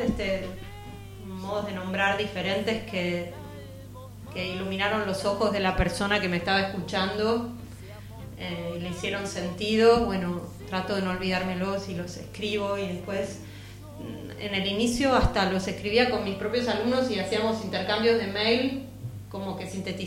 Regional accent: Buenos Aires, Argentina; born there; Nací en Buenos Aires, sí.

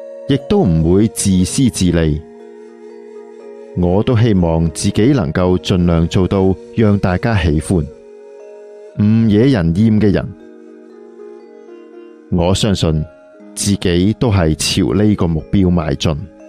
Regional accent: Taipei, Taiwan; 由于我是台北人，跑到台南来读书，每次从台南回家单趟就需要四五个小时了

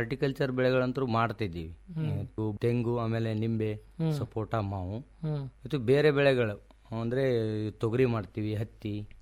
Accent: Budihal, Karnataka, India; Sir ನಮ್ದು Sindagi taluk Boodihal PH ಅಂತ ನಮ್ಮೂರು.

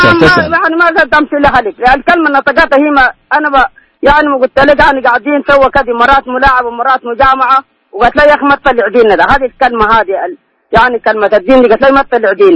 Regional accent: Sudan; نحن ثلاثة أنفار جايين من جينا من السودان وعملنا عمرة

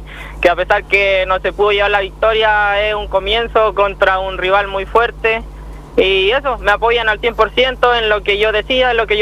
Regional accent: Fresia, Los Lagos, Chile; also born or lived in Puerto Montt; Nacido en Puerto Montt. Pero oriundo de acá, siempre criado y vivido acá en Fresia.

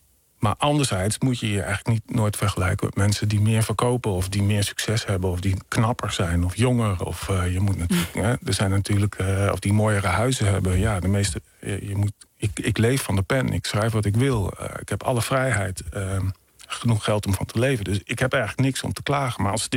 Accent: Emmen, Drenthe, Netherlands; Een roman over mijn jeugd in een blokkenwinkel in Emmen.

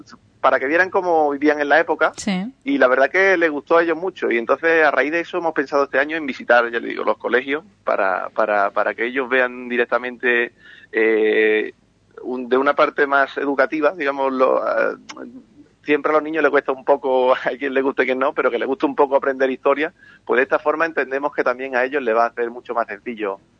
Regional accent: Ubrique, Andalusia, Spain; aunque siempre llevamos Ubrique por bandera, porque somos de Ocuri, somos ocuritanos, digamos.

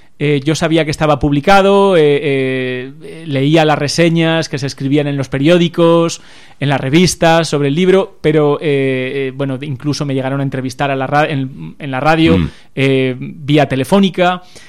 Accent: Aragon, Spain; Y como aragonés, pues aún me tocó más todavía, ¿no?

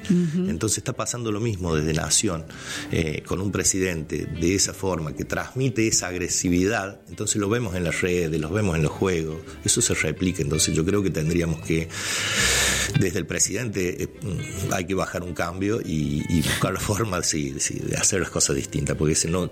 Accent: Argentina; A ver, somos vecinos, somos argentinos, yo creo que tenemos que defender eso

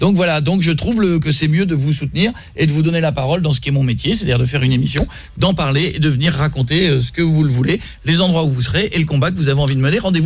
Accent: Marle, Hauts-de-France, France; Marle, c'est là où j'ai grandi.

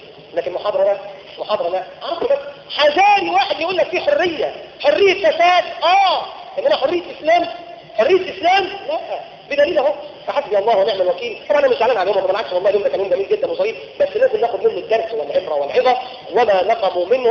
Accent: Egypt; يعني انا مصري واحب مصر واحب بلدي.

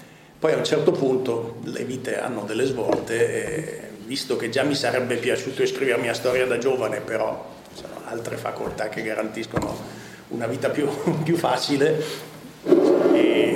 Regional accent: Milan, Lombardy, Italy; now in Turin, Italy; io vengo da due famiglie, diciamo così, puro sangue altoatesine, ma sono già nato a Milano, i miei genitori si erano spostati, e quindi sono cresciuto tra Milano, un po' di estero e adesso abito a Torino.

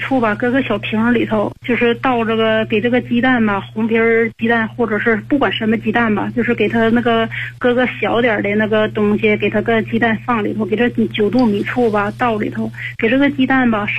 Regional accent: Heilongjiang, China; now in Hebei, China; 哎，我是黑龙江人。

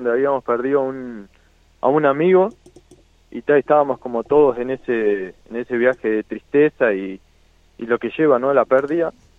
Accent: San Carlos, Maldonado, Uruguay; De San Carlos Maldonado.

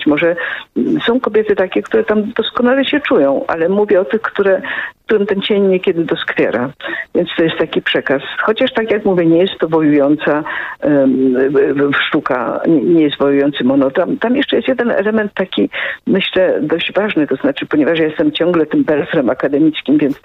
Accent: Kraków, Lesser Poland, Poland; Ja z Krakowa.

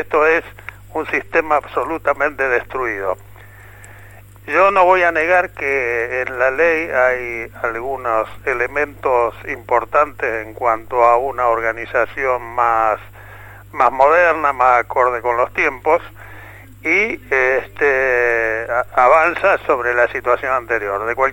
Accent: Argentina; Yo, como argentino, quiero saber qué pasó con el resto.

